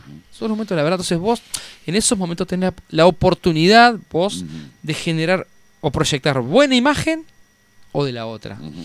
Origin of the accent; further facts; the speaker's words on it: Concordia, Entre Ríos, Argentina; O sea, yo soy de Concordia, nosotros somos de Concordia